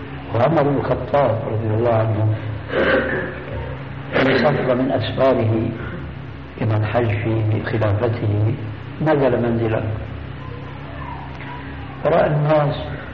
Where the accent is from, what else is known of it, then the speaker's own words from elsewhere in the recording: Damascus, Damascus Governorate, Syria; دمشقي آني